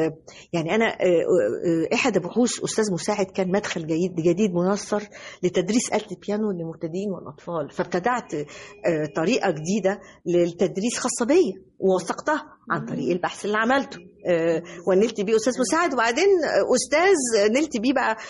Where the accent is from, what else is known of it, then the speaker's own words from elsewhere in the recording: Egypt; الحقيقة أنا يعني بأهدي هذا التكريم لمصر كلها، لأني أنا مصرية في النهاية، أنا المصرية.